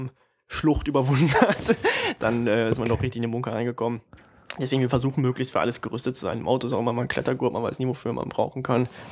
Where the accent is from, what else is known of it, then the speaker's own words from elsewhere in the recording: North Rhine-Westphalia, Germany; Wir kommen aus der Mitte des Ruhrgebiets, in der Nähe von Düsseldorf.